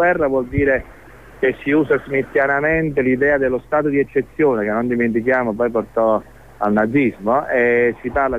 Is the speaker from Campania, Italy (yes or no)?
yes; Naples, Campania, Italy; Io sono napoletano